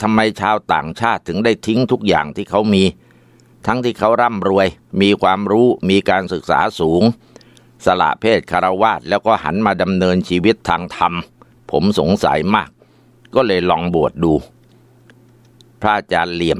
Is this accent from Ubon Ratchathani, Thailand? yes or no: yes; Ubon Ratchathani, Thailand; ผมเป็นคนจังหวัดอุบลราชธานี